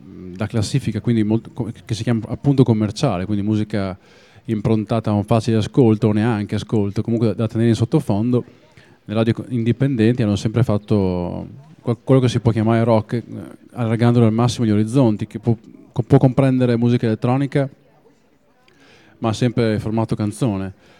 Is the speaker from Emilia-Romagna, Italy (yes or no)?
yes; Emilia-Romagna, Italy; ed erano in tutta l'Emilia Romagna. Tutta l'Emilia Romagna, compresa Reggio Emilia, e anche il mio paesino, aveva due radio locali